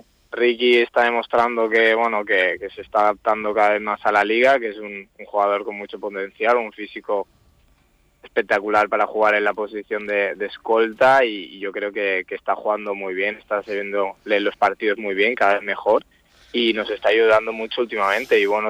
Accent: Mahón, Balearic Islands, Spain; Sí, soy de aquí, llevaba 8 años fuera, pero sí, soy de Mahón, de toda la vida.

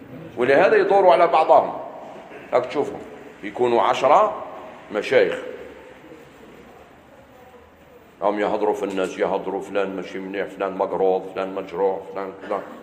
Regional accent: Algeria; ماشي غير عندنا في الجزائر، في كثير من البلدان

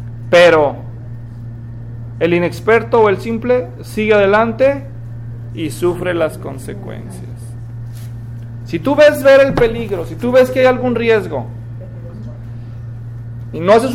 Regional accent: Mexico; pero yo soy mexicano, tengan compasión de mí

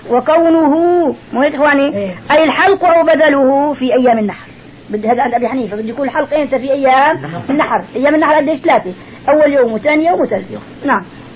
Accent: Damascus, Damascus Governorate, Syria; والعادي نحن عندنا بدمشق

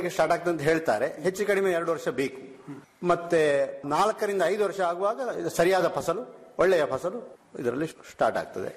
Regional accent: Uppinangady, Karnataka, India; ನಮ್ಮ ಊರು ದಕ್ಷಿಣ ಕನ್ನಡ ಉಪ್ಪಿನಂಗಡಿ ಸೈಡ್ ಇರುವುದರಿಂದ ಮಂಗಳೂರಿನ ದೊಡ್ಡ ಮಾರುಕಟ್ಟೆ ಇರ್ತದೆ.

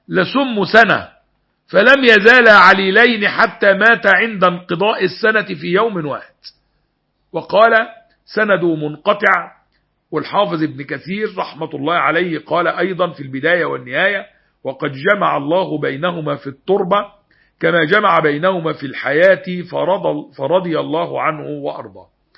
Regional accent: Egypt; الدين ما فيهوش فيه خيار وفقوس زي ما بقول عندنا في مصر

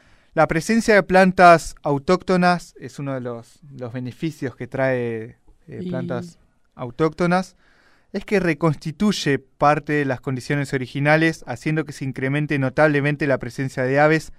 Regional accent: Chaco, Argentina; Yo soy del Chaco, por ejemplo, no, sí, me muevo acá porque acá ya no es Chaco.

